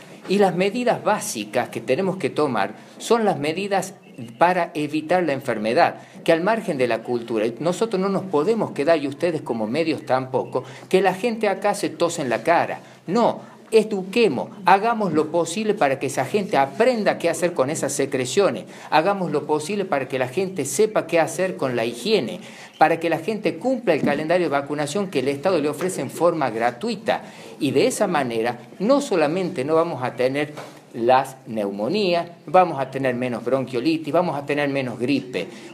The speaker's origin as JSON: {"language": "Spanish", "region": "La Rioja", "country": "Argentina", "said": "no solamente como riojanos, como ciudadanos"}